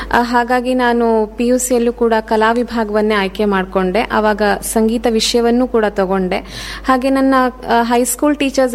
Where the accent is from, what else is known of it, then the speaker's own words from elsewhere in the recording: Yalaguppa, Karnataka, India; ನಮ್ಮದು ಯಲಗುಪ್ಪ ಅನ್ನುವಂಥ ಒಂದು ಪುಟ್ಟ ಹಳ್ಳಿ, ಹೊನ್ನಾವರ ತಾಲೂಕಿನ ಯಲಗುಪ್ಪ ಅನ್ನುವಂಥ ಪುಟ್ಟ ಹಳ್ಳಿ.